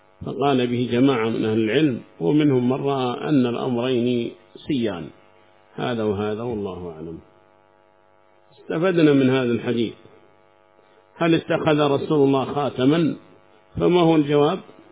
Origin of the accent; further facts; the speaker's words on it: South Yemen, Yemen; من جنوب اليمن شوافع، ما فينا لا شيعي ولا مالكي ولا شيء عندنا في اليمن، جنوب اليمن يعني.